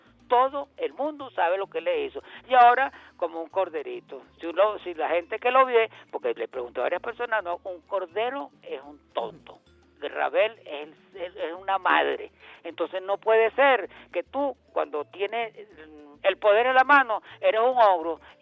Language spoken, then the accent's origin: Spanish; Venezuela; Venezuela es una sola y somos venezolanos.